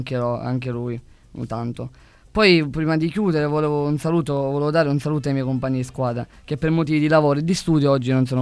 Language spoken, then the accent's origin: Italian; Lascari, Sicily, Italy; come già sapete, e sono di Lascari e ho 17 anni.